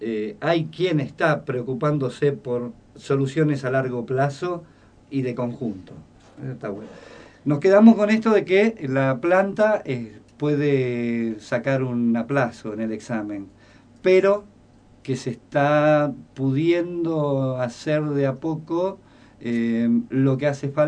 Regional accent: Rosario, Santa Fe, Argentina; yo vengo de Rosario, y cercano a Rosario, que es toda zona agropecuaria y ganadera

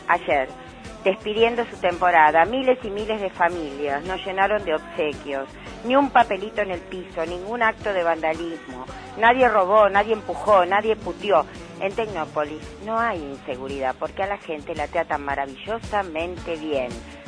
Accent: Buenos Aires, Argentina; soy del Parque Chacabuco.

